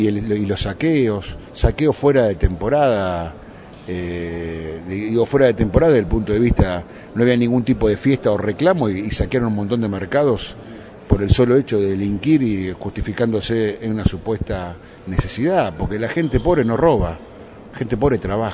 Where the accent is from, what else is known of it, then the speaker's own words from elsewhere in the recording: Moreno, Buenos Aires Province, Argentina; born there; Yo nací en Moreno y puedo hablar con propiedad.